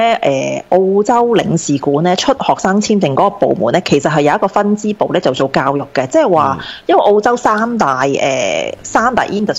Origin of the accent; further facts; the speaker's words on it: Taiwan; 我話係啦，我台灣人實叫人去拜拜喎